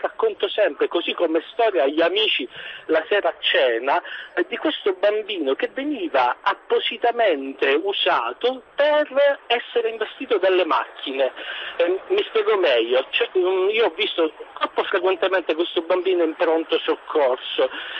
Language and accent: Italian; Sicily, Italy; accent: Sicilian; Io, come si sentirà dall'accento, sono siciliano. Esattamente, sono un medico e lavoro in provincia di Siracusa.